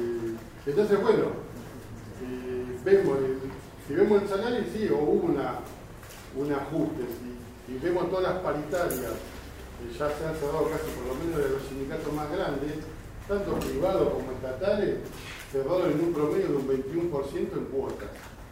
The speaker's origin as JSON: {"language": "Spanish", "town": "La Matanza", "region": "Buenos Aires Province", "country": "Argentina", "said": "nosotros somos de La Matanza"}